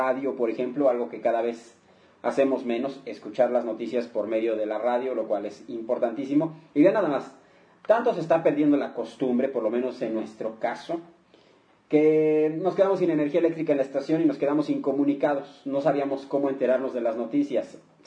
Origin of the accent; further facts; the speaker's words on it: Mexico; porque así somos los mexicanos, somos gente de muy buen humor